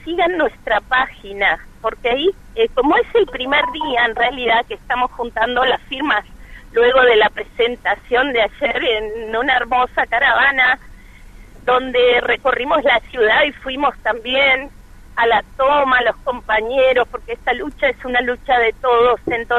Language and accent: Spanish; Santa Cruz, Argentina; Personalmente soy de Santa Cruz, hay cantidad de mineras.